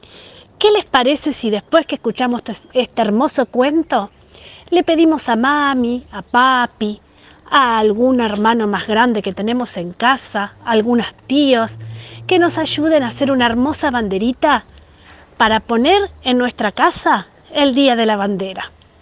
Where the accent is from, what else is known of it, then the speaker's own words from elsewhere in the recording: Argentina; contentos de que todos somos argentinos